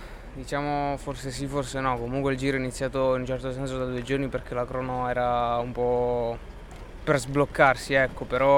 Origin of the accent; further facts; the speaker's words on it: Villa d'Agri, Basilicata, Italy; Siamo noi che siamo di Villa d'Agri.